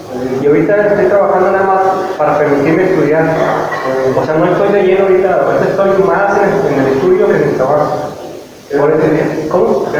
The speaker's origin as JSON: {"language": "Spanish", "region": "Sinaloa", "country": "Mexico", "said": "Yo soy de Sinaloa, papá."}